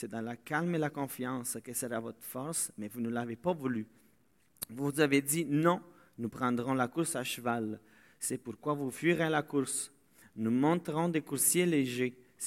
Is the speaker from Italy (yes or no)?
yes; Italy; French is a second language; now in Tingwick, Canada; parce que je viens de l'Italie. Et ça fait désormais 7 ans que je vis au Québec et que je suis dans cette église parce que je suis arrivé à Tingwick. Donc, c'est pas loin de Victo.